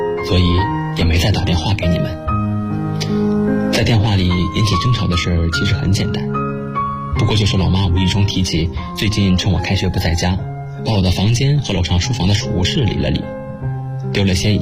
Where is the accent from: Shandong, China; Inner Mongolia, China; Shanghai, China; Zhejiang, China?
Shanghai, China; 来自上海，我在南京大学，距离我的家乡300公里